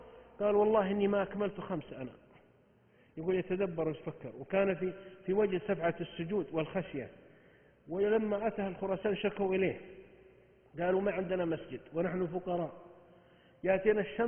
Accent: Saudi Arabia; عندنا 8 صحف يومية و9 عندنا في السعودية هنا

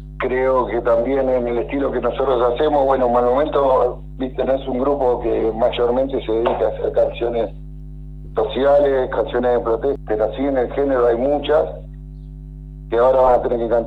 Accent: Buenos Aires Province, Argentina; Nosotros somos todos de Zona Sur, no somos de Capital Federal.

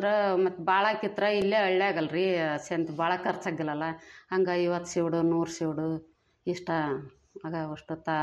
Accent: Chikkamegeri, Karnataka, India; now in Chilakamukhi, India; ಚಿಕ್ಕಮೇಗೇರಿ.

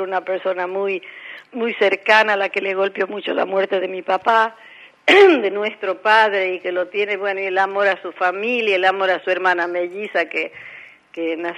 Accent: La Rioja, Argentina; somos riojanas, somos más conocidas en La Rioja

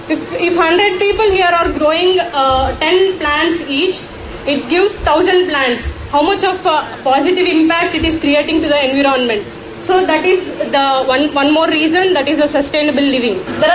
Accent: Andhra Pradesh, India; Kannada is a second language; ನಾನು ಆಂಧ್ರ ಊರಿಂದ ಬಂದಿದ್ದು ಸ್ವಲ್ಪ ಕನ್ನಡ ಅಡ್ಜಸ್ಟ್ ಮಾಡ್ಕೊಳ್ಳಿ, ಮಿಕ್ಸ್ ಮಾಡಿ ಹೇಳ್ತೀನಿ ಎಲ್ಲ.

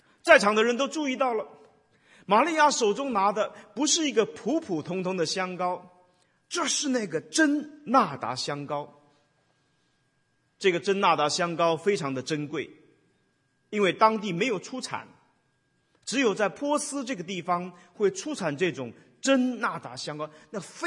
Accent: China; 有一点像我们中国人的所谓的女儿红那样的一个酒

